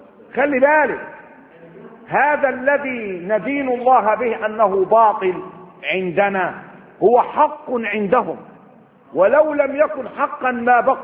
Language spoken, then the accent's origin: Arabic; Upper Egypt, Egypt; وعندنا في الصعيد لما بيقول الواحد بيسيب دي من 40 يوم حزنا.